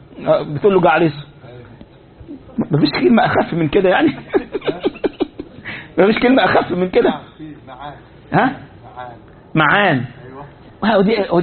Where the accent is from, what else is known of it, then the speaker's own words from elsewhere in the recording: Egypt; هو عندنا في مصر بعض يقول لك الحلال هو الذي حل بيدك